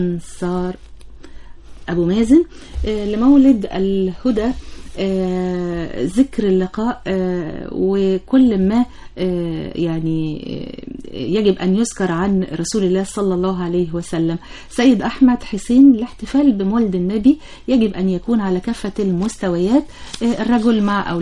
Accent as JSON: {"language": "Arabic", "town": "Port Said", "region": "Port Said Governorate", "country": "Egypt", "said": "أنا من بورسعيد، كل سنة وكل البورسعيدية بخير."}